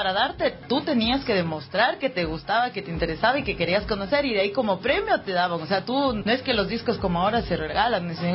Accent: Ecuador; yo comencé como rapera ecuatoriana

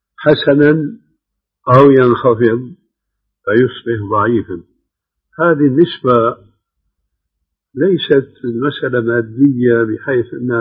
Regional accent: Syria; ومثل ما يقولون عندنا بسوريا ما بقى في الكرم إلا الحطب

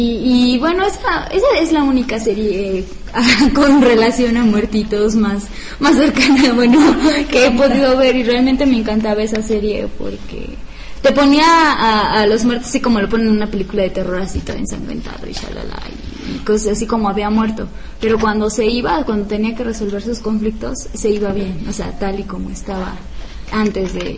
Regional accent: Oaxaca, Mexico; now in Puebla, Mexico; como saben que yo soy de Oaxaca y que tengo realmente mucha emoción por ir en estas fechas a mi casa

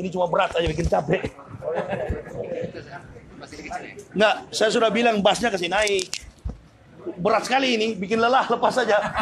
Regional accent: Manado, North Sulawesi, Indonesia; kita orang Manado ini salah satu suku di Indonesia yang mayoritas penduduknya radikal, penduduknya fanatis beragama Kristen itu Manado.

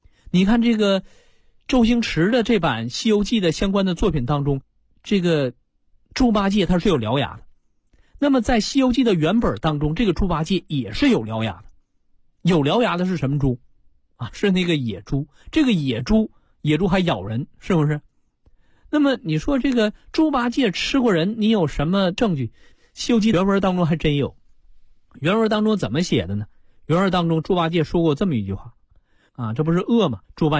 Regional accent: China

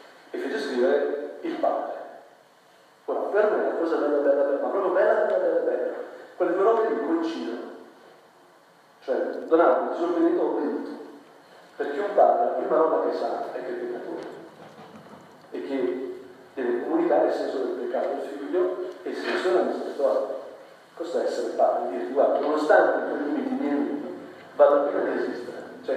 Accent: Lombardy, Italy; sono brianzolo

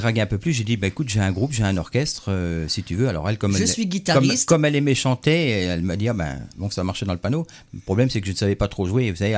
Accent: Joinville, Grand Est, France; also born or lived in Saint-Dizier; donc je suis né uniquement à Saint-Dizier. Après, je suis venu habiter à Joinville.

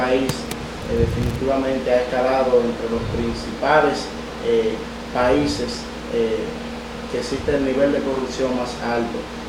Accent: Dominican Republic; como jóvenes dominicanos y dominicanas, debemos de luchar, empoderarnos para que se nos respete nuestro derecho

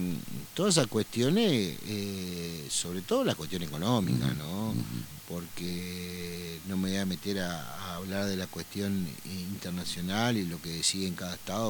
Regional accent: Concordia, Entre Ríos, Argentina; soy de Concordia, intendente de la segunda ciudad más importante de la provincia de Entre Ríos.

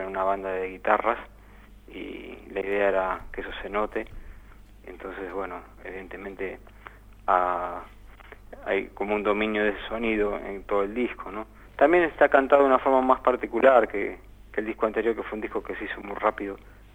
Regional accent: Buenos Aires Province, Argentina; yo soy de Zona Oeste.

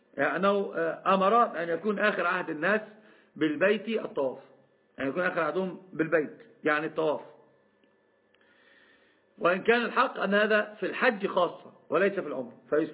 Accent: Alexandria, Alexandria Governorate, Egypt; عندنا في الإسكندرية مثلا إذا منهور في حوالي 45 كيلو

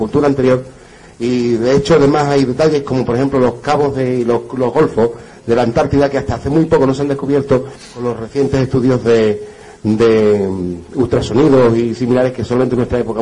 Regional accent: Huelva, Andalusia, Spain; yo que soy de Huelva

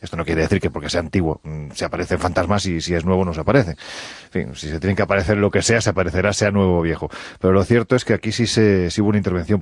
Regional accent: Jaén, Andalusia, Spain; en el ayuntamiento de mi tierra en Jaén

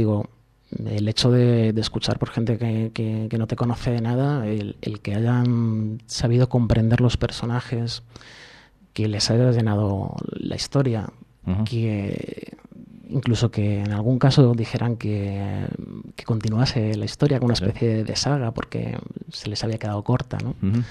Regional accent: Leganés, Community of Madrid, Spain; Yo soy de Leganés.

